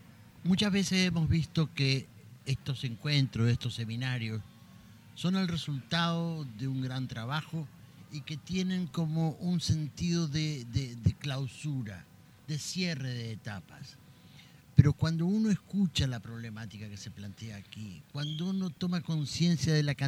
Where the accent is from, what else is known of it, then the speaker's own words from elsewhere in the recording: Chile; nosotros como chilenos, nos damos cuenta que esto no es el cierre de algo